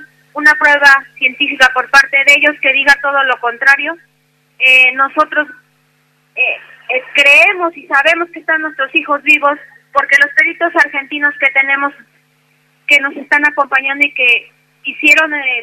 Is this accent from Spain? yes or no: no; Mexico; Nosotros hemos sufrido muchas violaciones a nuestros derechos como ciudadanos mexicanos.